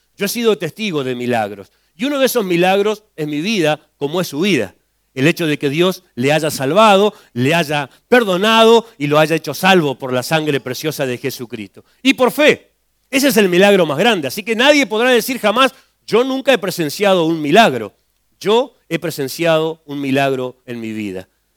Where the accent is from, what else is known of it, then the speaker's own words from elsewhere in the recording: Las Heras, Santa Cruz, Argentina; en mi pueblo, un pueblo conocido por muchos, el pueblo de los suicidas del fin del mundo, yo vengo de Las Heras, Santa Cruz. Las Heras, Santa Cruz es un pueblito muy chiquitito, tenía en ese tiempo unos 14.000 habitantes